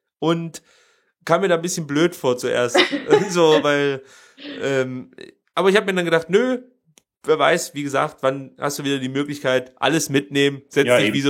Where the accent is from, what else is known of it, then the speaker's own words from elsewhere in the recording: Germany; Das ist merkwürdig, vor allem, wenn man so als Deutscher sich das vorstellt